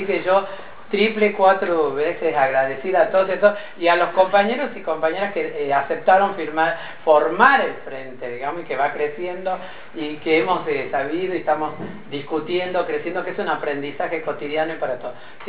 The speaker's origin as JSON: {"language": "Spanish", "region": "Tucumán", "country": "Argentina", "said": "somos provincianas, somos tucumanas, somos de las provincias"}